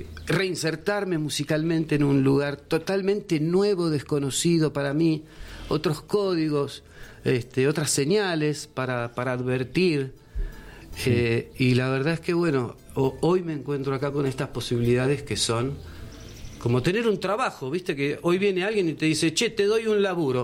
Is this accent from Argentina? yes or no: yes; Buenos Aires, Argentina; moved away; yo estoy acá hace 4 años, vengo de Buenos Aires